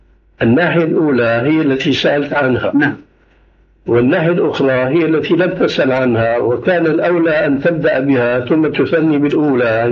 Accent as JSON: {"language": "Arabic", "country": "Syria", "said": "أيأتي المثل العام عندنا في سوريا"}